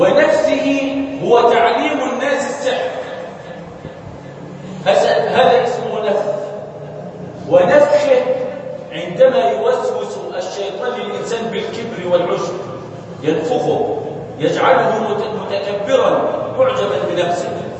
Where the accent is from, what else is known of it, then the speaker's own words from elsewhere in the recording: Egypt; أصلح هذا بلدنا مصر وسائر بلاد